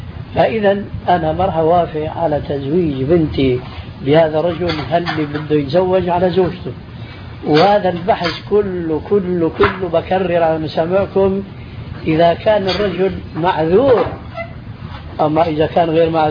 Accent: Syria; عندنا في سوريا كنا يلبسن لملاية الزم

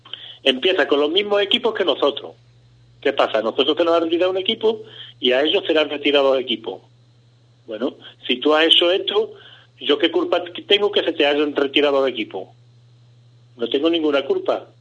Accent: Cádiz, Andalusia, Spain; Como si nosotros fuéramos de Segovia, nosotros somos de Cádiz.

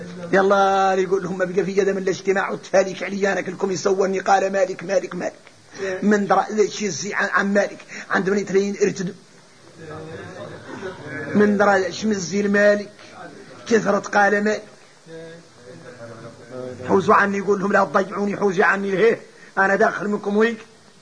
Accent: Mauritania; يا اخوتي ذا شو احنا موريتاني ما مضيعنا الجهل

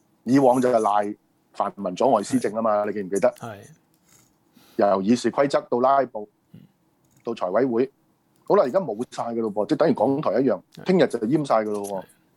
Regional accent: Hong Kong; 我們香港人，我們用這麼多錢，不是 deserve 最好的東西嗎？

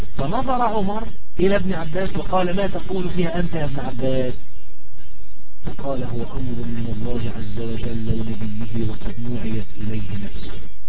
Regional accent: Egypt; فمثلا أنا رجل مصري الجنسي

